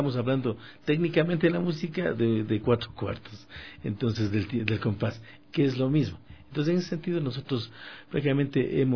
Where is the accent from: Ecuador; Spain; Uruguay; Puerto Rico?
Ecuador; Latacunga, Cotopaxi; Somos hermanos ecuatorianos. A los amigos oyentes, La Tacunga queda en el centro del país.